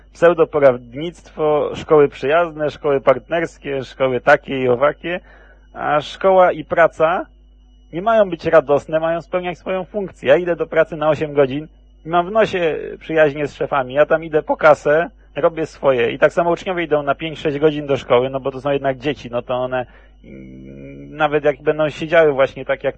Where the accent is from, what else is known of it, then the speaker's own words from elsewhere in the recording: Kuyavian-Pomeranian Voivodeship, Poland; Także ja akurat na Kujawach się wychowałem, bo tam akurat moja część rodziny wylądowała.